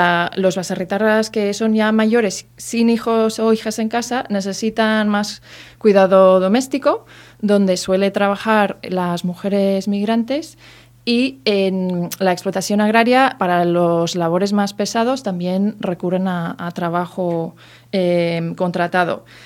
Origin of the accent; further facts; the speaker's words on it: United States; Pues yo vengo de los Estados Unidos que hemos visto eso en bastante evidencia.